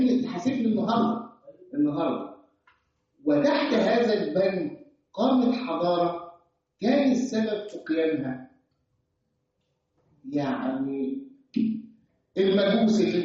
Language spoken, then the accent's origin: Arabic; Egypt; ها ينفع انا اخبر كمصري واقول